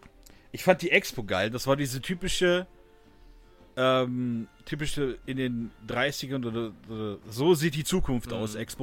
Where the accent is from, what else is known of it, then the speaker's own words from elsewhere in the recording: Augsburg, Bavaria, Germany; Ja, ist aus my Augsburg, homestead.